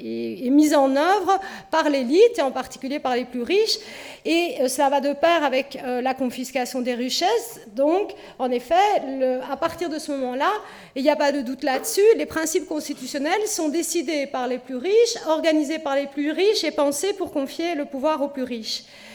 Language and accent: French; Belgium; et ça on a oublié chez nous en Belgique